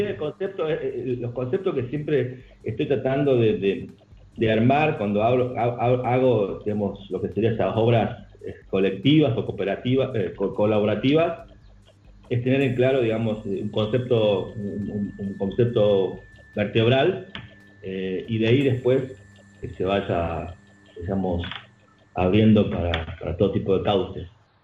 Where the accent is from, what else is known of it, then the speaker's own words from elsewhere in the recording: Tucumán, Argentina; accent: Tucumán; O el mismo acento nuestro, o sea, nuestro acento tucumano es lo mejor que nos pudo haber pasado.